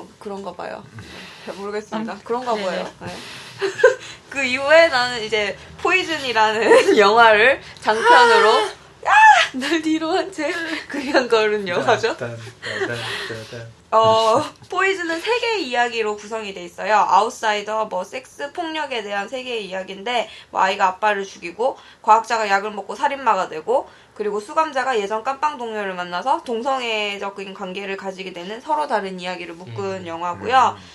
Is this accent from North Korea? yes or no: no; Los Angeles, California, United States; 캘리포니아 LA 출신이에요, LA 출신. LA.